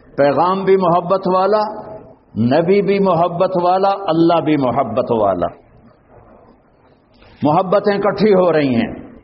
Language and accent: Urdu; Tulamba, Punjab, Pakistan; ہمارا تلمبا قصبہ ہے, اس کے ساتھ میرا گاؤں ہے اور ایک لاکھ کی آبادی کا چھوٹا سا شہر ہے.